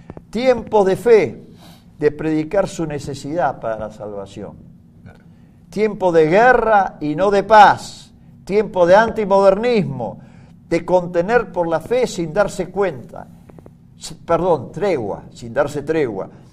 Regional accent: Argentina; Yo llamo a mi Argentina España, España de ultramar.

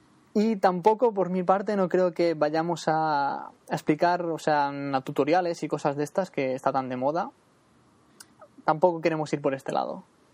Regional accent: Girona, Catalonia, Spain; de Gerona. Soy, bueno, sí, estoy en Cataluña, no, aún somos parte de España

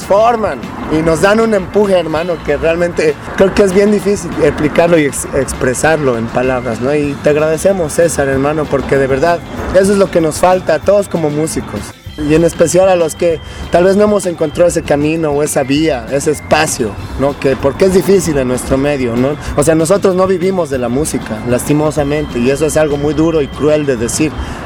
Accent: Bolivia; nosotros, Bolivia, como bolivianos, hermanos, somos un medio muy pequeño, somos pocos.

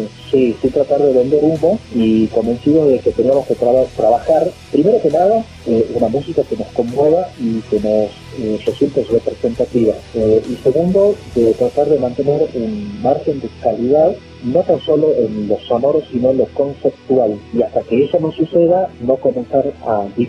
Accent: Salta, Argentina; soy salteño de origen, especializado en Tucumán

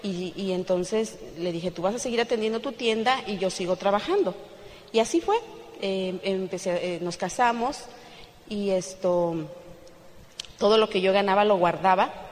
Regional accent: Celaya, Guanajuato, Mexico; also born or lived in Toluca; yo nací en Toluca, Estado de México, que es 45 minutos de la Ciudad de México, pero me crié en Celaya, Guanajuato. Es otro estado totalmente diferente.

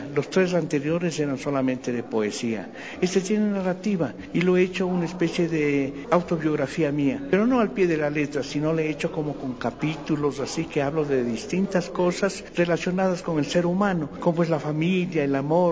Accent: Riobamba, Chimborazo, Ecuador; Orgullosamente riobambeño, y hablo pues en el primer capítulo primero de mi tierra, o sea, de Riobamba

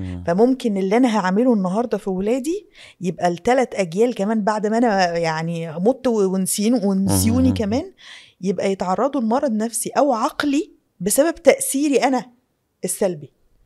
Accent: Cairo, Cairo Governorate, Egypt; انا من القاهرة.

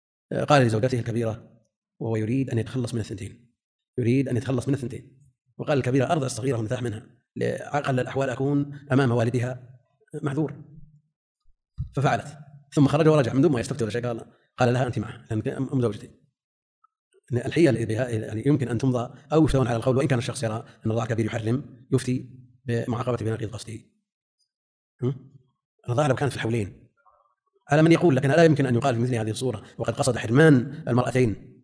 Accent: Najd, Saudi Arabia; يعني عندنا في نجد هذا الظاهر

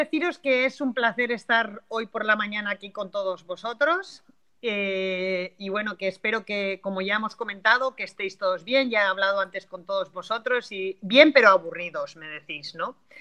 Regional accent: Basque Country, Spain; aquí yo soy del norte de España, del País Vasco, aquí hay muchísima montaña y mucha tradición para ir a la montaña

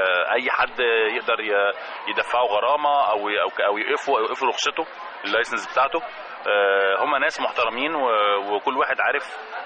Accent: Egypt; او اسهل حاجه عندنا في مصر

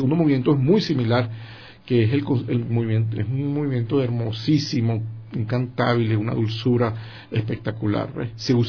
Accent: San Felipe, Yaracuy, Venezuela; yo no hablaba ni inglés ni hablaba francés. Yo de mi pueblo, de San Felipe, ya en Yaracuy, en Venezuela, me monté en un avión y aparecí en París

